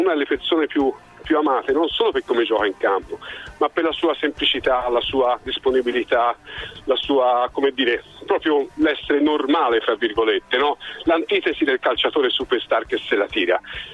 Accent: Florence, Tuscany, Italy; io sono fiorentino, amo questa città, la vivo e so che è un po' un teatro

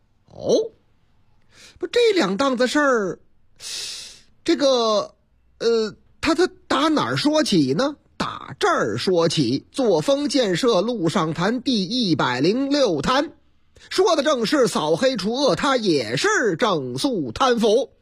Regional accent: Zhucheng, Shandong, China; 话说我老家。山东诸城

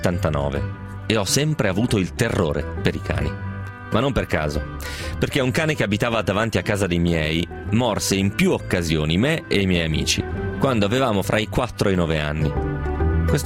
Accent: Milan, Lombardy, Italy; ho 30 anni e vengo da Milano.

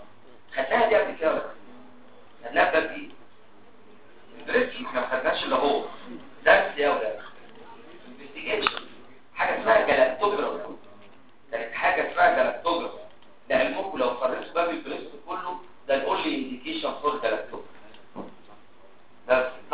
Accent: Damietta Governorate, Egypt; غير انا دمياطي. انا والدي دمياطي ووالدتي من المنوفيه.

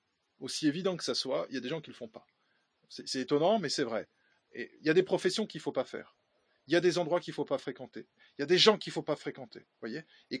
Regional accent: France; chez nous, en France

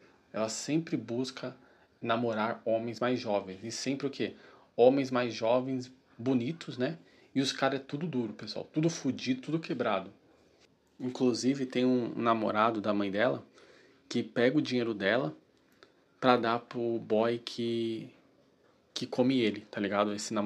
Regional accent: Brazil; Nós, que somos brasileiros, a gente consegue ver isso na nossa sociedade com muita facilidade

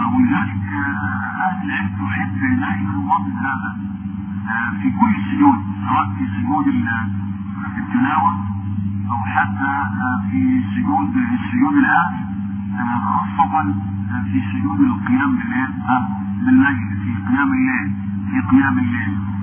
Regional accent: Egypt; وخاصة أنا أقول في بلدنا مصر

